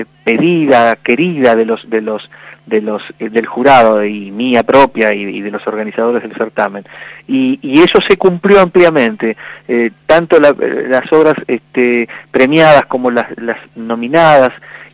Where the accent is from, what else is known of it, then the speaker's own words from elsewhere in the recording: Patagonia, Argentina; la primer región Patagonia, que bueno, la elegí yo como, viste, yo soy de ahí, quería que llevara la primera, que fuera para mi terruño